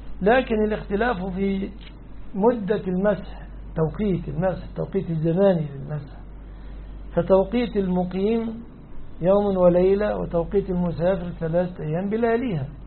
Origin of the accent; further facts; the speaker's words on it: Egypt; لماذا أنا رجل مصري ما أعرفش إلا ولا الضالين أمين